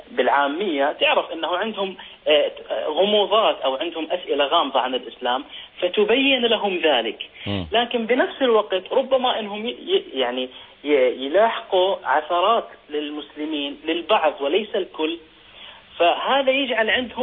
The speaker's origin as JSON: {"language": "Arabic", "country": "Sweden", "said": "أنا من السويد."}